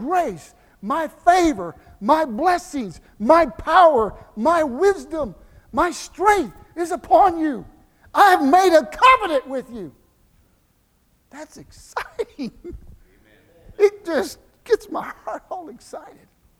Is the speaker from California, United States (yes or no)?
no; Galveston, Texas, United States; born there; I was born near Galveston, so it's like a wave of grace.